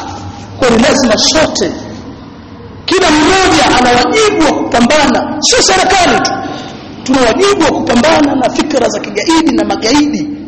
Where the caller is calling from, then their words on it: Kigoma, Tanzania; mimi napiga simu natoka Kigoma